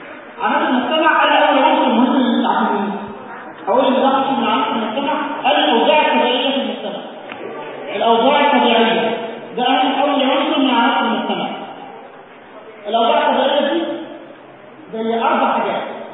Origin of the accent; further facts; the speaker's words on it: Egypt; يا جماعه عندنا في مصر يقول لك استاذ ايه كويس.